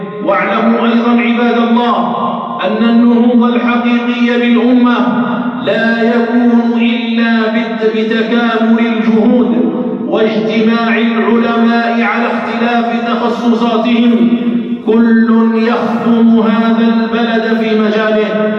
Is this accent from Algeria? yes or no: yes; Algeria; اللهم احفظ بلدنا الجزائر من كل سوء ومكروه